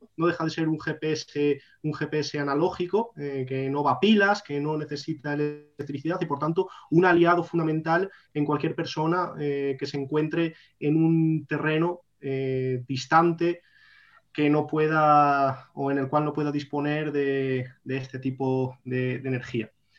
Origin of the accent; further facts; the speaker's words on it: Castile and León, Spain; yo soy del norte de León, y allí el caldo, igual que aquí con los olivos y el aceite